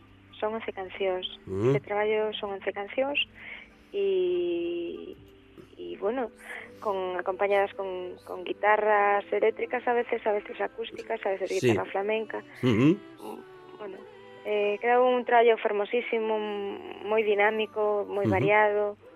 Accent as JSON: {"language": "Galician", "region": "Galicia", "country": "Spain", "said": "porque bueno, é o máximo que podes aspirar sendo artista, sendo galega, ¿no?"}